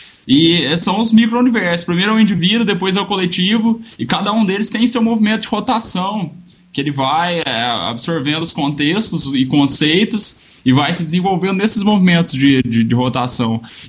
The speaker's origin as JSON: {"language": "Portuguese", "region": "Minas Gerais", "country": "Brazil", "said": "sou de Minas"}